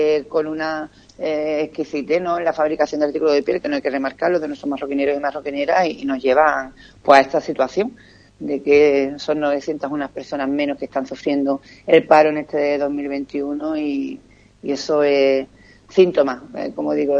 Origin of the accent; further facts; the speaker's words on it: Ubrique, Andalusia, Spain; yo me quedaría con lo que es mi pueblo, Juan Carlos, y yo estoy muy orgullosa de la actitud del municipio de Ubrique